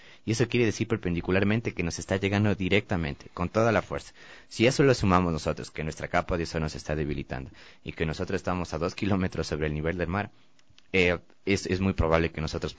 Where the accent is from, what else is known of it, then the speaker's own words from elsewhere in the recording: Quito, Pichincha, Ecuador; incluso yo por el hecho de ya haber nacido y crecido en Quito